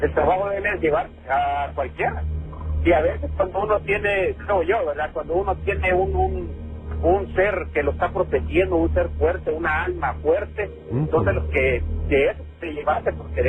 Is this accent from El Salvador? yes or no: yes; El Salvador; esto no es en México, esto me pasó aquí en mi país, en El Salvador.